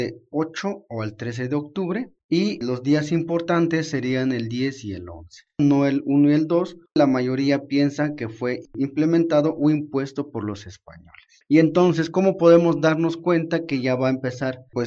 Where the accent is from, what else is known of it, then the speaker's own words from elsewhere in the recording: Tenejapa, Chiapas, Mexico; es un gusto estar con ustedes compartiendo un poco de la tradición de mi pueblo de Tenejapa.